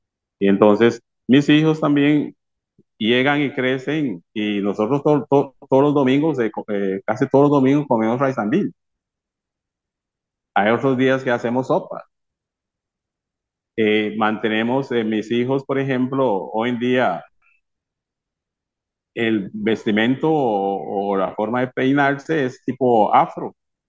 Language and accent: Spanish; Limón, Costa Rica; also born or lived in Panama; Nosotros nacimos por accidente en Panamá, después mis padres regresan a Costa Rica y nos mantenemos dentro de ese medio ambiente limonense. En esos entonces ya en los años 50, siendo chiquillos